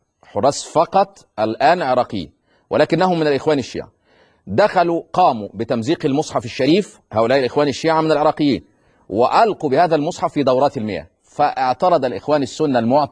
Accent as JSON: {"language": "Arabic", "region": "Upper Egypt", "country": "Egypt", "said": "خد طار, خد طار زي ما بيقول عندنا في الصعيد."}